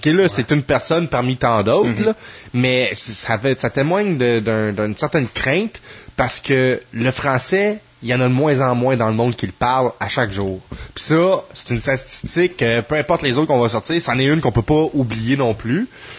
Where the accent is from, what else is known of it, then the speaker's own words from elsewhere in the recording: Quebec, Canada; faut pas chercher loin pour pas se faire servir dans notre langue maternelle, là, ici au Québec.